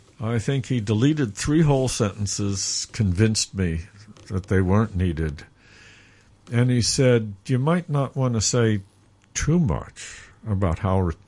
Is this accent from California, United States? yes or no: no; New York, United States; now in Hong Kong; And I grew up in New York, so I have a good comparison.